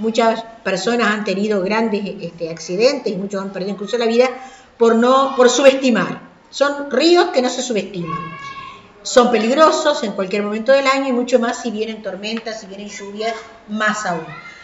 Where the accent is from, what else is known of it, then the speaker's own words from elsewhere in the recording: Paysandú, Uruguay; Y como soy de Paysandú